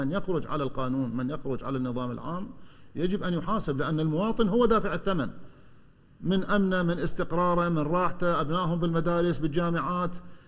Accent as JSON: {"language": "Arabic", "country": "Iraq", "said": "كعراقيين وفي كل بلد موجودين به إحنا أبناء الوطن"}